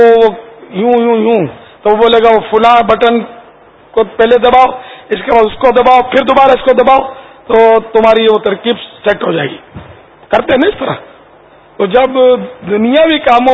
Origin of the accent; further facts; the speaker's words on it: Pakistan; ہم پاکستانی ہیں تو لگائیں گے نظر، پاکستان کی پیدائش ہے میری، تو ہمارا وطن ہے،